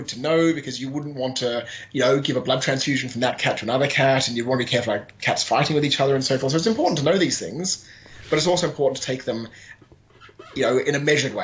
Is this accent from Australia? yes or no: yes; Australia; And myself being Australian